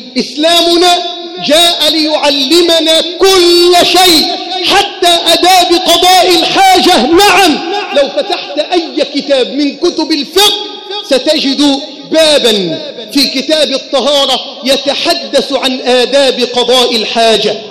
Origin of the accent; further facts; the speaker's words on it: Egypt; اللهم ارزق بلدنا مصر حاكما ربانيا صالحا